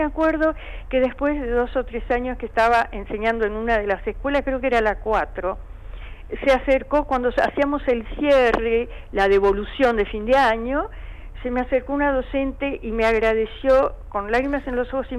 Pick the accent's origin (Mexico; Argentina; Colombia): Argentina; ¿cuántos somos los argentinos?